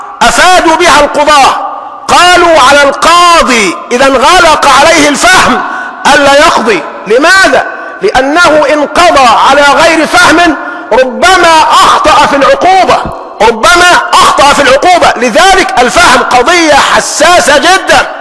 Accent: Egypt

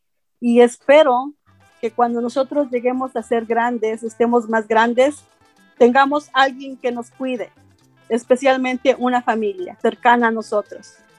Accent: State of Mexico, Mexico; moved away as an adult; now in Huntington Beach, United States; Soy originaria del Estado de México. Tengo 56 años. Inmigré a los Estados Unidos en 1991. Actualmente vivo en Huntington Beach.

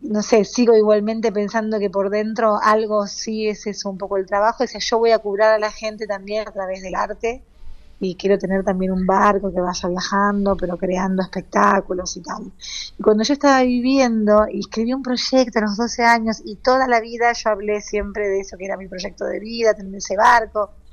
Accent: Mozambique; pues crecí en Mozambique

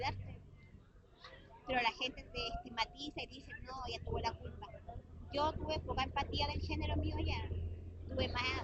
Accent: Puerto Natales, Magallanes, Chile; Soy de Puerto Natales, Punta Arenas, casi lo mismo.

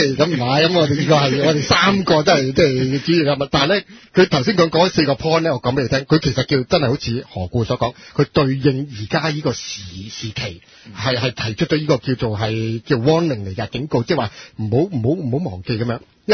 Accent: China; 我上個身啦，我係中國人嚟噶。

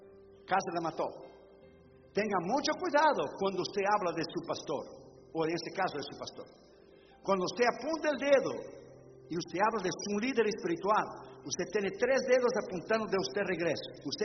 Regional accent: Brazil; Spanish is a second language; yo estoy de un tiempo, de la escuela dominical cuando era niño en Brasil.

